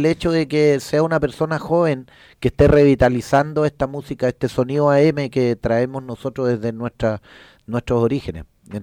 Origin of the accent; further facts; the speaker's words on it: Chile; es un poco loco como somos los chilenos